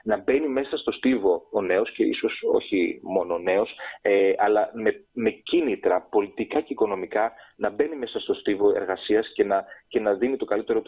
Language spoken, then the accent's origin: Greek; Greece; now in Belgium; στο Βέλγιο, στο οποίο ζω επίσης και 60% του χρόνου μου, γιατί είμαι Έλληνας διασποράς τα τελευταία 10 χρόνια.